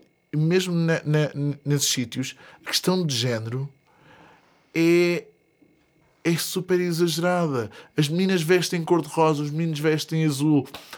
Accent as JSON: {"language": "Portuguese", "town": "Vieira", "country": "Portugal", "tie": "born or raised there", "said": "havia na terra onde eu cresci, na Vieira"}